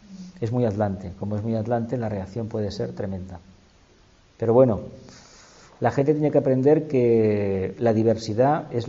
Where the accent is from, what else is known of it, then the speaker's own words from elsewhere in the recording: Andalusia, Spain; Lo sé porque yo procedo de Andalucía y me han dicho que eso es mentira.